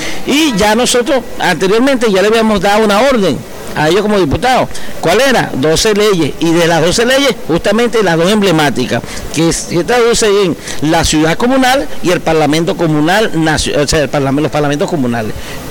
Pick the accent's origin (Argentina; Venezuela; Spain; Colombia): Venezuela; nuestro territorio, que nos pertenece a nosotros como venezolanos.